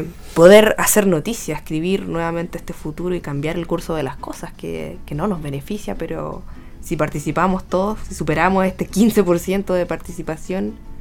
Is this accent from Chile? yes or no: yes; Parral, Maule, Chile; se identifica como parralino, igual que yo